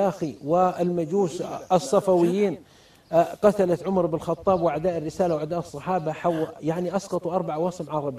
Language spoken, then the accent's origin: Arabic; Riyadh, Riyadh Province, Saudi Arabia; وأنا من الرياض